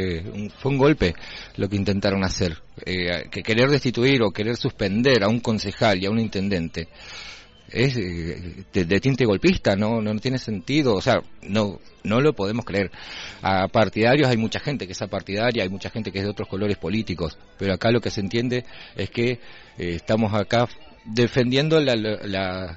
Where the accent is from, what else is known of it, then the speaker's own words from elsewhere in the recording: Rawson, Chubut, Argentina; now in El Hoyo, Argentina; En otros lugares, yo vengo de Rawson.